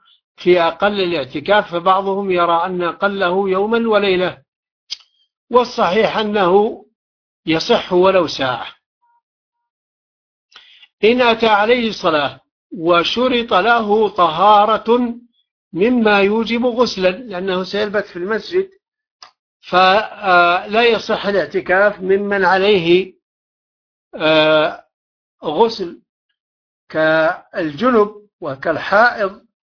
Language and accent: Arabic; Taif, Makkah Province, Saudi Arabia; عندنا في الطائف